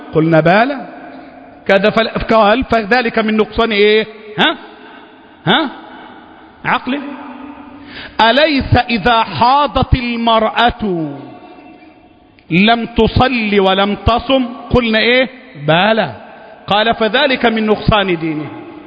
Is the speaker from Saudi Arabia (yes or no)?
no; Egypt; اللهم احفظ بلدنا مصر، اللهم احفظ الموحدين فيها،